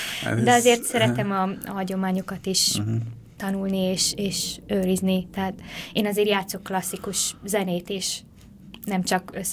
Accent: Hungary; mivel én magyar vagyok, és gyakran járunk itthon

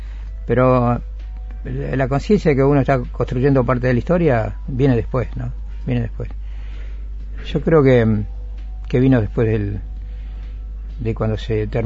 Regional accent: Argentina; moved away; also born or lived in Madrid, Spain; Yo tuve tres exilios. El primero me fui en el año 77 de la Argentina y viví un año en Madrid. Ahí nació mi hija.

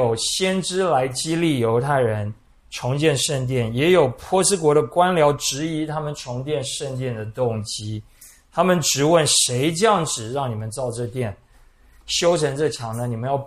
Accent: Taiwan; 很类似我们台湾人的民间信仰

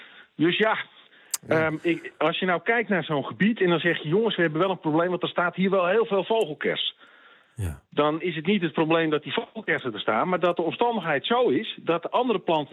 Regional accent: Netherlands; daar kunnen we als Nederlanders vaak heel erg moeilijk

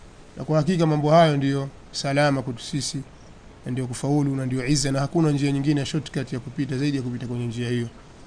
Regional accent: Tanga, Tanga Region, Tanzania; natokea Tanga.

